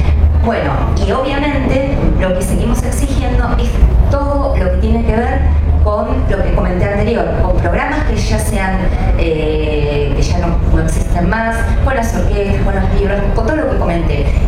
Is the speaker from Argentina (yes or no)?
yes; San Carlos de Bariloche, Río Negro, Argentina; Yo y mi compañera y yo somos de Río Negro, más concretamente de San Carlos de Bariloche.